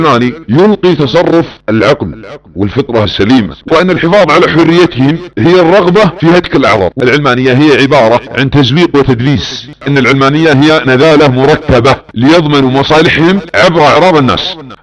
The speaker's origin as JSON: {"language": "Arabic", "country": "Saudi Arabia", "said": "ويصنع ملامح سياسية في بلادنا السعودية، بل أن يقول لأبناء وطني"}